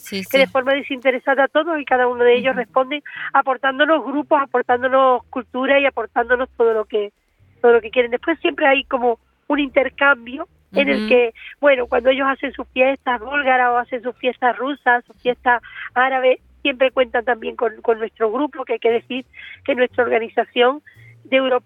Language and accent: Spanish; Spain; porque en este caso yo soy española